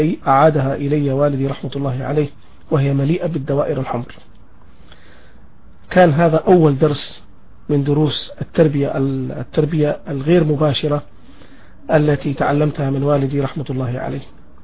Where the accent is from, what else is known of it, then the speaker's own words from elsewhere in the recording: Taif, Makkah Province, Saudi Arabia; فرضت علينا الظروف أن نعيش في مدينة الطائف كما يعلم الجميع بطحا كبيرا من الزمن، وأنا ولدت في مدينة الطائف في عام 1967